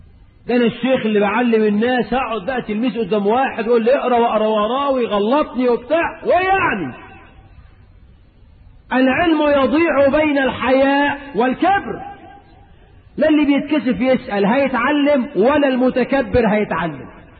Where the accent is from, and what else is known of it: Egypt